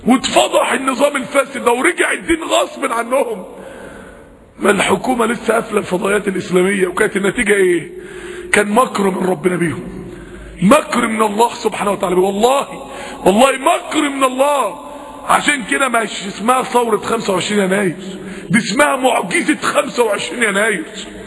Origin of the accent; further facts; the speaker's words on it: Egypt; احنا الاتنين مصريين واحنا الاتنين مسلمين